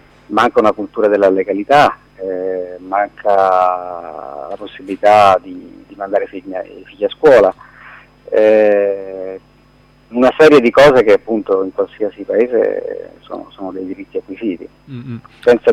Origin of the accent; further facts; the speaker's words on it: Pozzuoli, Campania, Italy; Io conoscevo marginalmente la realtà Scampia perché sono della zona, sono di Pozzuoli